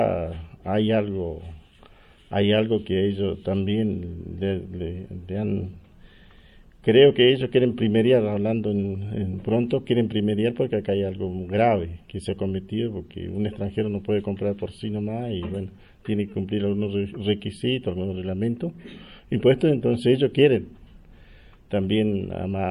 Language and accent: Spanish; Neuquén, Argentina; Como mapuche y como argentino o como neuquino.